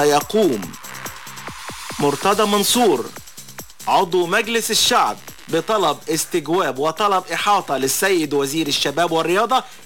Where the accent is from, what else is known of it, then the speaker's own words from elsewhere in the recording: Alexandria, Alexandria Governorate, Egypt; تبين وجود حالة عندنا في اسكندرية